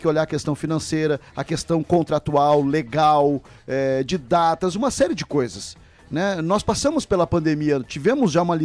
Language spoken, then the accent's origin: Portuguese; Rio Grande do Sul, Brazil; now in Chapecó, Brazil; porque também vim lá do Rio Grande do Sul para cá.